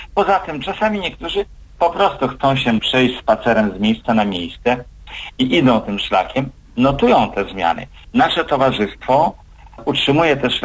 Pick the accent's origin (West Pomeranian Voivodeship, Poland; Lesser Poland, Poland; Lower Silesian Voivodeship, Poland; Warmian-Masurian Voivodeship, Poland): Warmian-Masurian Voivodeship, Poland; born or raised there